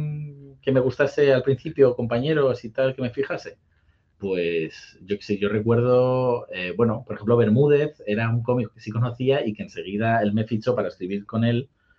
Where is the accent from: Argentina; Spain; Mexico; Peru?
Spain; Parla, Community of Madrid; yo soy humilde, soy de Parla, pero para ser de Parla yo pensaba que éramos ricos